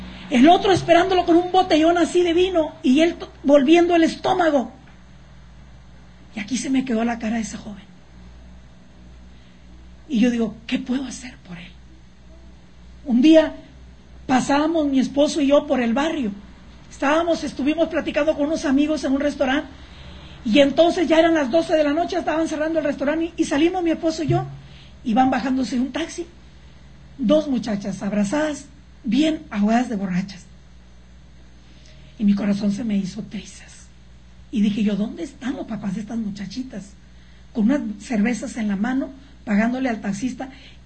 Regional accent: Monterrey, Nuevo León, Mexico; born there; ¿Por qué yo nací en Monterrey? Porque yo tengo que influenciar allá y hasta donde el Señor me lleve.

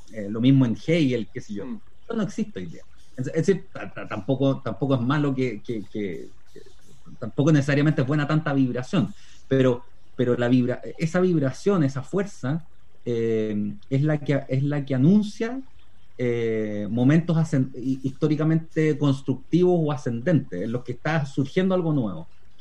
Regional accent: Chile; creo que las peculiaridades de la discusión chilena y cómo nos hemos desarraigado

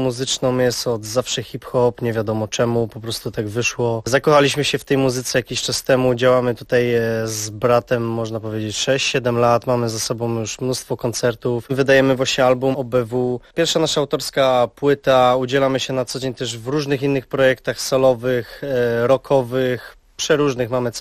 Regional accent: Opole Voivodeship, Poland; now in Wrocław, Poland; Pochodzimy z okolic Nysy, działamy teraz we Wrocławiu prężnie z naszą całą rodziną muzyczną.

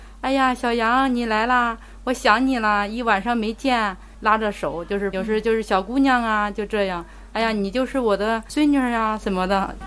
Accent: Zhoukou, Henan, China; 河南周口的。

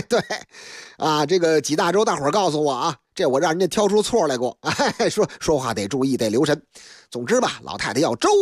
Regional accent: Beijing, China; 在我的老家北京劲松一带，那个地方那是个成熟的社区，有很多那个老旧的楼房

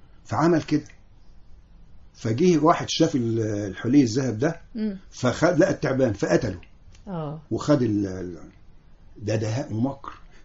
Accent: Egypt; كلنا كنا بنخجل من أنفسنا وبنخجل نحن نقول مصريين

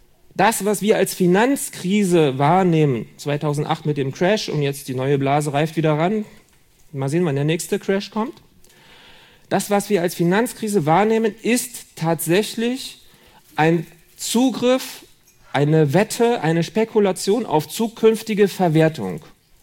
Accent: Berlin, Germany; Oder in Berlin, wo ich herkomme.

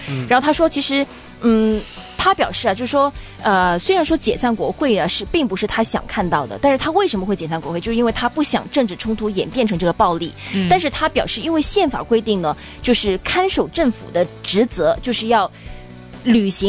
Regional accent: Guangdong, China; accent: Cantonese; 我们广东话说

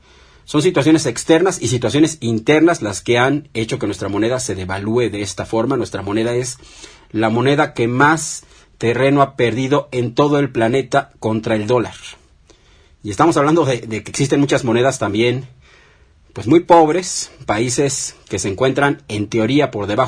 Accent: Mexico; lo que debemos temer todos nosotros como mexicanos

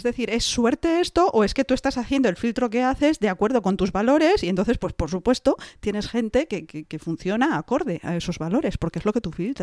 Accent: Galicia, Spain; ¿Qué gallego es eso? Eso es muy de mi tierra.

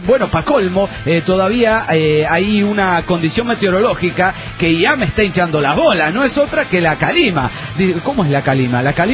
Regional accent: Colombia; En fin, como buen colombiano, habla mucha mierda, ¿eh? Porque es mentira que aquí se habla el mejor español del mundo.

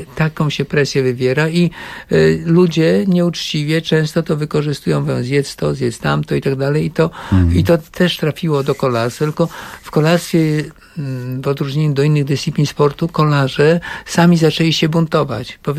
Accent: Kołczygłowy, Pomeranian Voivodeship, Poland; born there; also born or lived in Warsaw / Italy; urodziłem się w Kołczygłowach, na Kaszubach. Wyjechałem do Warszawy na studia, najpierw na WF

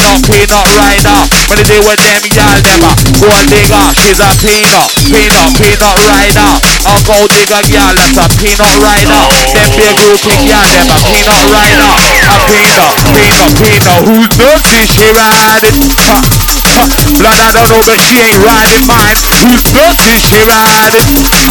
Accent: London, United Kingdom; East London up in the house. We ain't from the Midlands. We're from London.

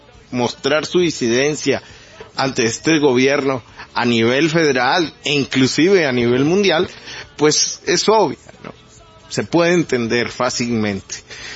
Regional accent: Mexico; como mexicanos, como personas que amamos este país

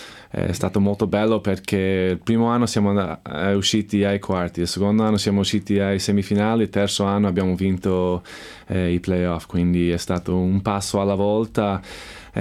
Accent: Chicago, Illinois, United States; Italian is a second language; also born or lived in Evanston; now in Italy; Io sono di Chicago, quindi io ho cresciuto con Michael Jordan

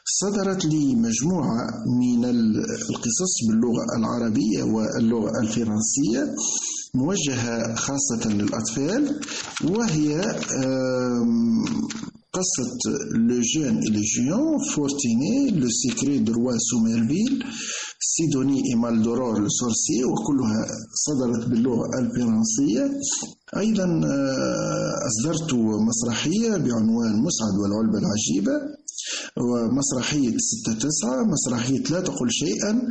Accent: Redeyef, Gafsa Governorate, Tunisia; born there; من مواليد 1970 بمدينة أرديف من ولاية قفصة، خريج كلية الأداب والعلوم الإنسانية بالقيروان، مدرس لغة فرنسية بالمعاهد التونسية منذ سنة 1993،

